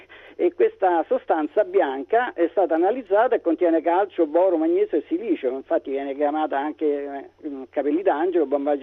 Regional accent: Rome, Lazio, Italy; io sono romano

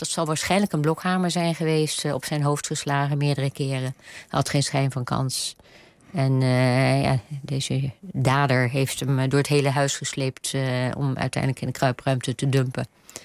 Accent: Rotterdam, South Holland, Netherlands; ik kom niet uit Brabant, ik ben Rotterdamse.

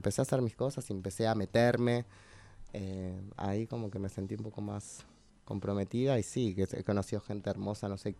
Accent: Buenos Aires, Argentina; also born or lived in Monte Grande; Yo nací en Parque Avellaneda, nací en Montegrande en realidad de pedo, pero siempre viví en Capital Federal, en Parque Avellaneda, que es mi barrio, en la casa de mi familia

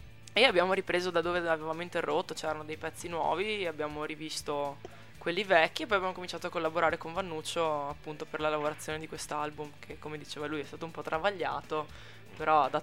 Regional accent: Mogliano Veneto, Veneto, Italy; Sì, sì, io sono di Mogliano

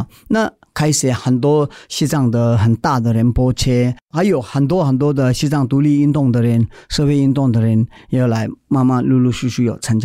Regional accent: India; moved away as an adult; now in Taiwan; 在印度长大的，所有的我亲戚朋友我已经离开

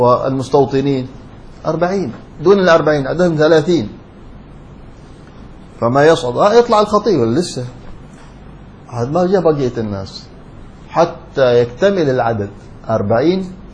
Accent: Hadhramaut, Yemen; في بعض القرى عندنا في حضرموت

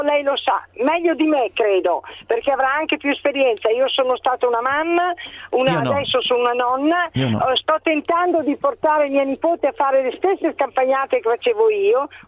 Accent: Tuscany, Italy; perché io, anche se non si sente, sono toscana

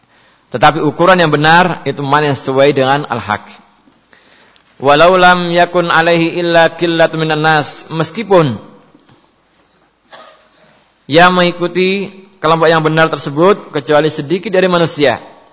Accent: West Java, Indonesia; Saya ini orang Sunda, beda.

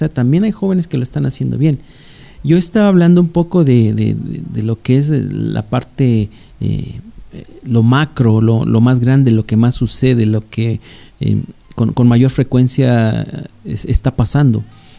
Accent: Valle de Chalco, State of Mexico, Mexico; todo lo que es Valle de Chalco, al menos que es el municipio de donde yo vengo

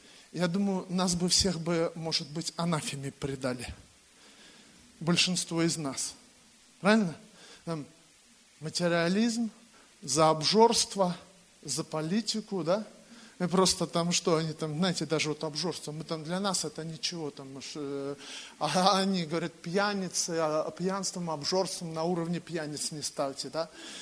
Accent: Bryansk Oblast, Russia; Я сам родом из Брянской области.

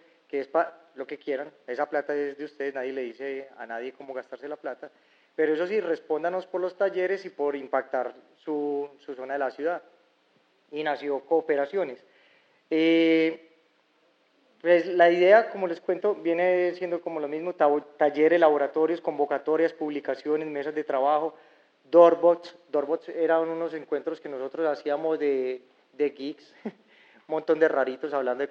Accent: Medellín, Antioquia, Colombia; vengo de Medellín, creo que ya lo había notado

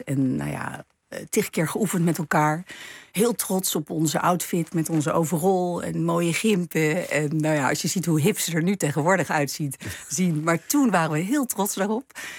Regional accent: Amsterdam, North Holland, Netherlands; born there; accent: Gooise R; Uiteindelijk, ik ben geboren in Amsterdam. Dus ik heb zeker, misschien wel een beetje de Gooise R.

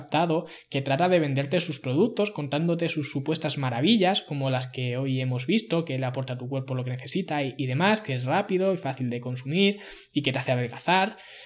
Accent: Ciudad Real, Castilla-La Mancha, Spain; Yo no soy de una gran ciudad, soy de Ciudad Real, que tiene menos de 100.000 habitantes.

